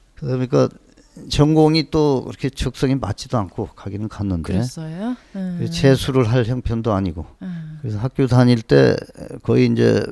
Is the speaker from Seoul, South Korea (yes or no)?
no; North Jeolla, South Korea; 이제 초등학교, 중학교는 고향서 다녔습니다.